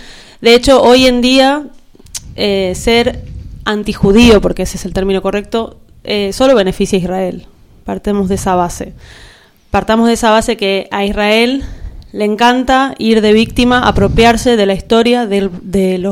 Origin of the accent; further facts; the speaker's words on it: Argentina; Bueno, me presento … me están pasando la palabra. Soy de Argentina, yo soy judía, bueno, fui a una escuela judía cuando era chica, y soy antisionista desde los 18 años, hace bastante.